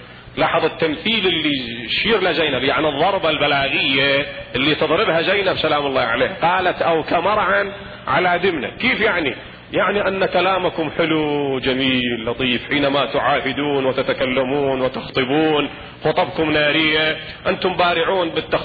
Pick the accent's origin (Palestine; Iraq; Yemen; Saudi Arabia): Iraq; البطيخ نسمي عندنا بالعراق مثلا الرقي